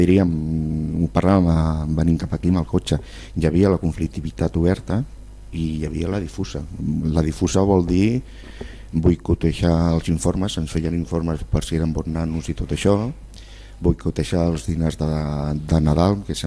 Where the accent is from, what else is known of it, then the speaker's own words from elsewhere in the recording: Barcelona, Catalonia, Spain; born there; Vinc d'un silenci, que sóc nascut al Centre Històric de Barcelona.